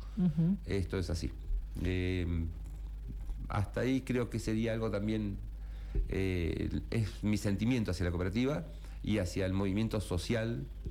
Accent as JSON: {"language": "Spanish", "town": "Comodoro Rivadavia", "region": "Chubut", "country": "Argentina", "lives_now": "Merlo, Argentina", "said": "Vengo de Comodoro Río de Chubut, hace casi 11 años que estoy en Merlo, enamorado de Merlo San Luis."}